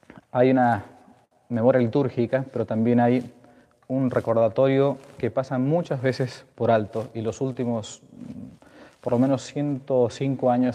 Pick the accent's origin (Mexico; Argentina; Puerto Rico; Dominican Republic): Argentina; En mi país, Argentina, se recuerdan falsamente cada 24 de marzo, ¿no?